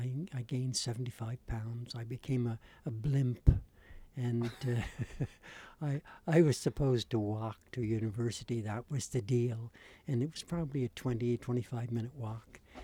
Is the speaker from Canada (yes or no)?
yes; Charlottetown, Prince Edward Island, Canada; also born or lived in Cape Breton / Antigonish; I'm from Charlottetown. I got here kind of a long way around, from way up in Cape Breton and Inganish Beach, and then to Antigonish, Nova Scotia, where I studied at St. Vex for 4 years.